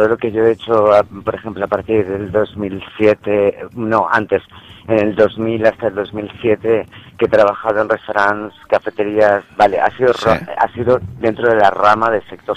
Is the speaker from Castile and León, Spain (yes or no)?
no; Madrid, Community of Madrid, Spain; also born or lived in Seville; por aquel entonces yo estaba viviendo con mi familia en Sevilla y me escapo de Sevilla y voy a mi ciudad natal, a Madrid.